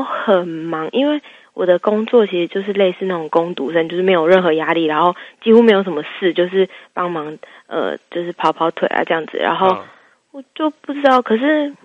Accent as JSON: {"language": "Chinese", "region": "Taipei", "country": "Taiwan", "said": "我学校在新竹，然后我的朋友也都在新竹，所以可是因为我是台北人，然后我因为要打工的关系，我就都住在台北"}